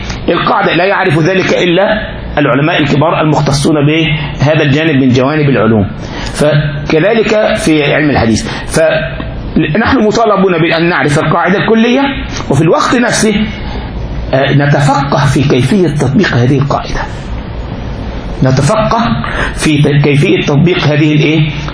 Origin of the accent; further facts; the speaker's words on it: Egypt; احنا عندنا في مصر يقول لك كده